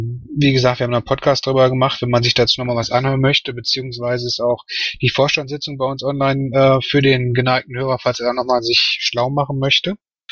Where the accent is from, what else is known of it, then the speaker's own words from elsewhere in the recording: Bochum, North Rhine-Westphalia, Germany; weil ich komme aus Bochum und wir haben das über Monate rein